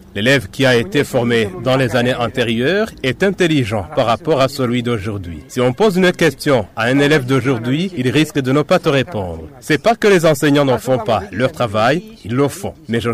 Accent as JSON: {"language": "French", "country": "Burundi", "said": "surtout sur l'enseignement du Kirundi, car nous sommes des Burundais"}